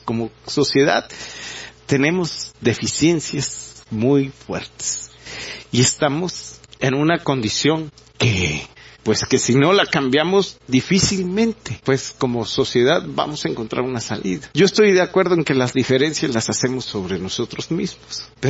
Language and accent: Spanish; Mexico; Y pues esto nos hace preguntarnos como mexicanos, pues, ¿qué está sucediendo?